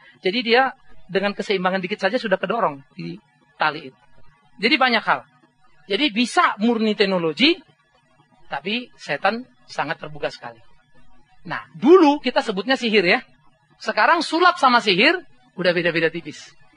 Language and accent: Indonesian; Sumatra, Indonesia; itu kalau di Sumatera, di kampung saya dulu, you masuk ke ladang orang, gak bakal keluar sampai pagi